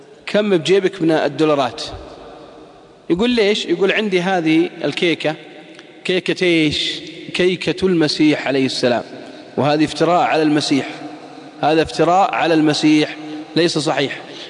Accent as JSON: {"language": "Arabic", "country": "Saudi Arabia", "said": "واحد شاب عصى عندنا بالسعودية"}